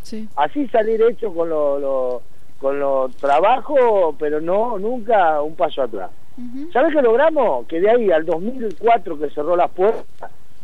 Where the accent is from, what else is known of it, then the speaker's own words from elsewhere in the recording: Bahía Blanca, Buenos Aires Province, Argentina; yo soy de la provincia, no soy de acá de Capital, soy de Bahía Blanca, en la provincia de Buenos Aires.